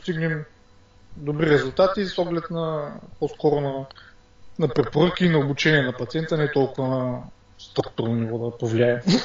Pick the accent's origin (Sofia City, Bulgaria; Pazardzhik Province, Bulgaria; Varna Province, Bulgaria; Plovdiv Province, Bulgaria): Varna Province, Bulgaria; Varna; От Варна съм.